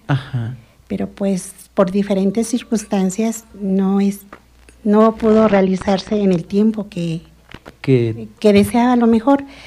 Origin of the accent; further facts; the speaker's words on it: Amecameca, State of Mexico, Mexico; De aquí, de Amecameca. Nací aquí en Amecameca, fuimos 10 hermanos